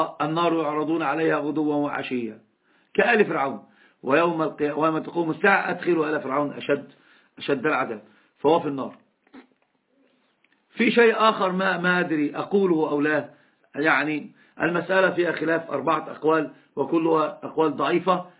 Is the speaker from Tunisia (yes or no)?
no; Egypt; أنا أتكلم اللغة العربية كثيرا، حتى الإخوة ممكن ما يعرفون من أين أنا. أنا من مصر. قلت له أنا من مصر.